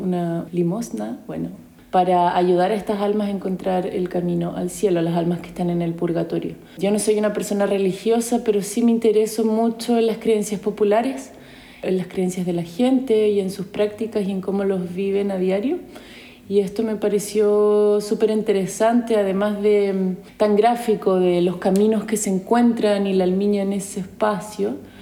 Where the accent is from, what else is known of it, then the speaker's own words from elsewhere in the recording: Santiago, Santiago Metropolitan Region, Chile; moved away as an adult; tengo 34 años, soy chilena, nací en Santiago. Viví en Santiago hasta los 27 años, ahí estudié teatro en la Universidad de Chile